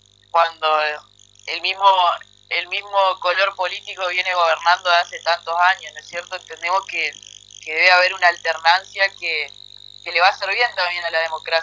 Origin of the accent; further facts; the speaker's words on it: Paraná, Entre Ríos, Argentina; Paraná, que es donde yo nací y crecí toda mi vida